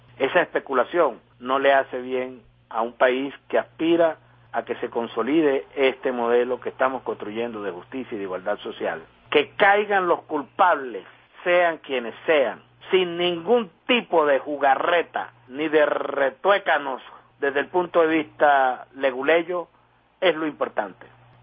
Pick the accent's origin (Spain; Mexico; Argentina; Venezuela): Venezuela; tener el pie firme como venezolanas y venezolanos, incluso como opositores a la revolución